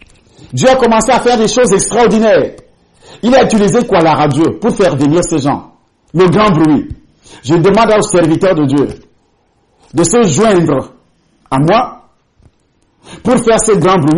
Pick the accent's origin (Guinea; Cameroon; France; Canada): Cameroon; born there; avant d'arriver au Cameroun, je suis né au Cameroun, j'ai commencé à travailler dans ce pays